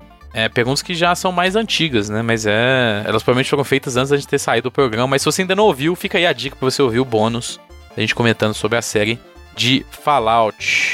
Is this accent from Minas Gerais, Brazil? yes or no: yes; Minas Gerais, Brazil; Ainda bem que eu sou italiano e mineiro, não professor de português.